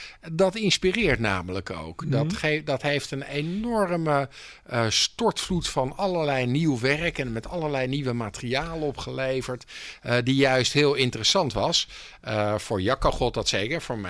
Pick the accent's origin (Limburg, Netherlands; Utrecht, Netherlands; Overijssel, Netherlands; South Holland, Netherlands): South Holland, Netherlands; Delft; dat wij uit Delft komen is eigenlijk irrelevant.